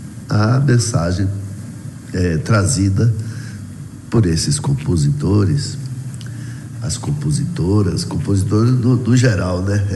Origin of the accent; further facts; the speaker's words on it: Vitória da Conquista, Bahia, Brazil; Rádio Câmara de Vitória da Conquista, minha terra.